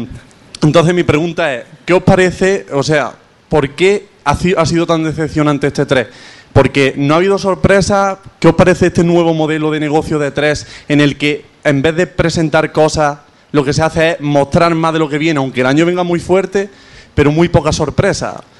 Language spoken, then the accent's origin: Spanish; Seville, Andalusia, Spain; vengo de Sevilla.